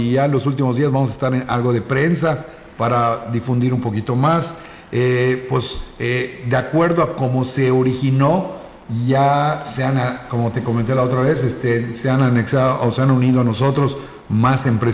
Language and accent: Spanish; Yucatán, Mexico; los yucatecos no nos quejamos porque tomamos el salitre como algo yucateco.